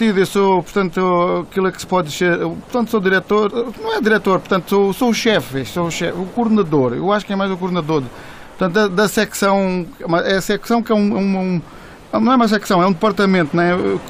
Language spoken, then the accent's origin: Portuguese; Portimão, Faro, Portugal; sou de Portimão e sinto que os jovens têm de se envolver na política